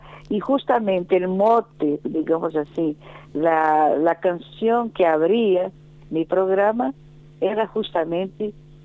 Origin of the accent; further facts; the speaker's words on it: Salvador, Bahia, Brazil; Spanish is a second language; now in Rio de Janeiro, Brazil; yo me cambié, me vine de Salvador, Bahía, y me instalé en Río de Janeiro.